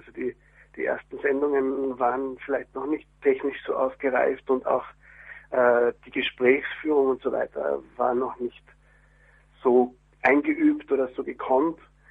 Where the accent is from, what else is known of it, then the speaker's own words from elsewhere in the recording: Carinthia, Austria; also born or lived in Prague; now in Vienna, Austria; geflüchtet mit politischem Asyl nach Österreich im Jahr 1980 mit meinen Eltern. Bin in Kärnten aufgewachsen, das ist ganz im Süden von Österreich, und bin dann zum Studium nach Wien gekommen